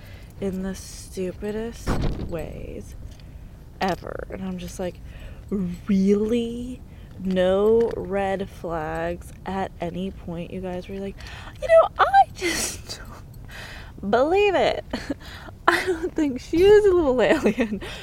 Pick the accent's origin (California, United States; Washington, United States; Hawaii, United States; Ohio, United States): California, United States; keep in mind, I am from the Bay Area, so a lot of the shit I'm saying is actually pretty standard.